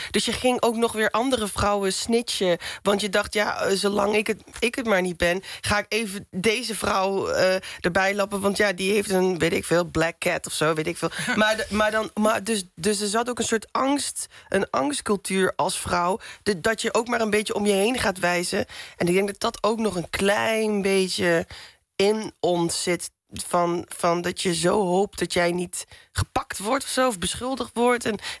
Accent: Roermond, Limburg, Netherlands; En in Roermond specifiek, waar ik vandaan kom...

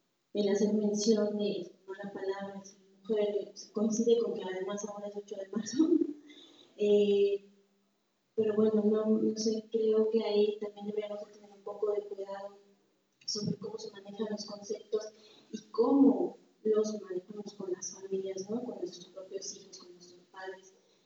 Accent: Valle de Chalco, State of Mexico, Mexico; vengo del Estado de México, del Valle de Chalco.

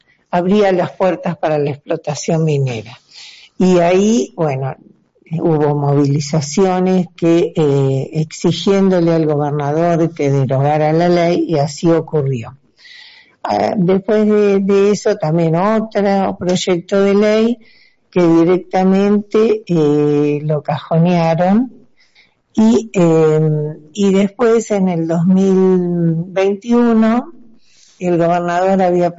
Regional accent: Rawson, Chubut, Argentina; de Rawson, Chubut, de Vecinos Autoconvocados

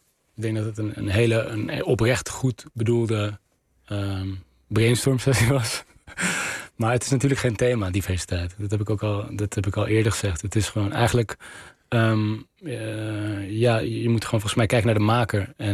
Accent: Amsterdam, North Holland, Netherlands; Ik ben in Nieuw-Sloten opgegroeid bij Amsterdam-Osdorp. Op de grens

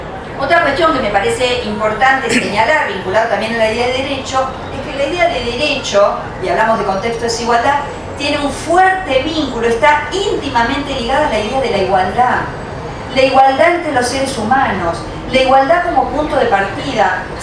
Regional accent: Argentina; Mirarnos a las caras significa mirarnos como argentinos, mirarnos como hermanos americanos, mirarnos en Latinoamérica

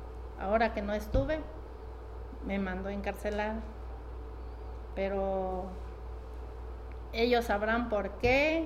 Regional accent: Tecpatán, Chiapas, Mexico; que en mi pueblo, por ejemplo, está la jícara de palo. Me comentaba mi abuela, tiene 104 años, aún vive. Me comentaba que cuando empezó a desarrollarse Tecpatán, después de la guerra de 1910

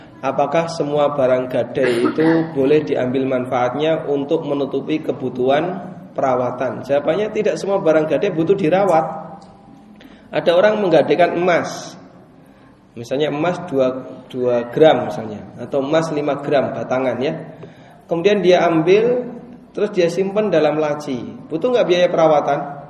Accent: Yogyakarta, Special Region of Yogyakarta, Indonesia; Paling jauh saya dari Jogja ya.

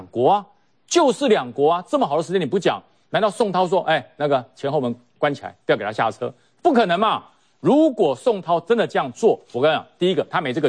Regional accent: Taiwan; 那我们台湾人哦，说句实话。我们信仰不一样，但是我们对鬼神人都有一样的尊敬，

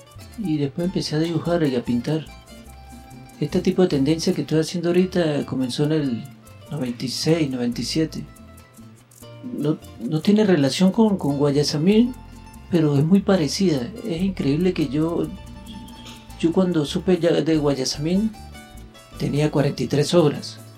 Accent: La Grita, Táchira, Venezuela; born there; Yo nací en La Grita el 23-12 del 71.

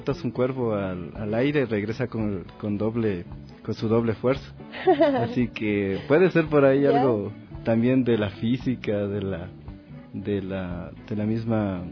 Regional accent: Ecuador; en nuestra memoria histórica como ecuatorianos, ecuatorianas

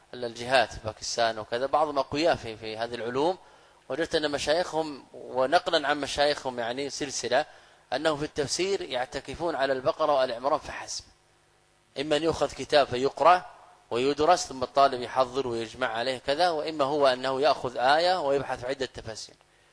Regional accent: Saudi Arabia; يعني انا قادم من السعوديه

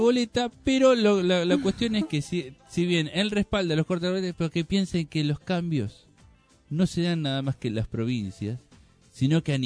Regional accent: Argentina; Yo soy argentino.

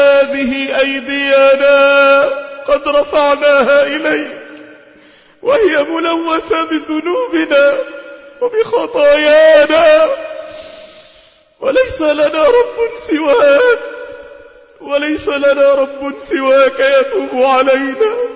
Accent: Egypt; اللهم اجعل بلادنا مصر بلد أمن وأمان واستقرار

